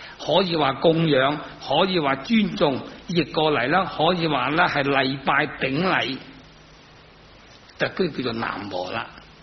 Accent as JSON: {"language": "Cantonese", "country": "China", "said": "每一个人我哋系中国人"}